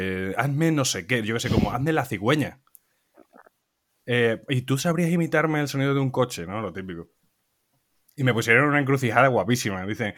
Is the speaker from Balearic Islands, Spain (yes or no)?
no; Montijo, Extremadura, Spain; now in Madrid, Spain; en directo desde Madrid, conectando con Montijo, mi pueblo